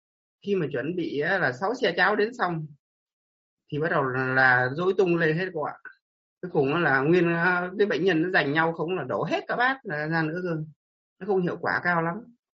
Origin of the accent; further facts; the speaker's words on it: Ninh Binh, Vietnam; em đến từ Ninh Bình cô ạ.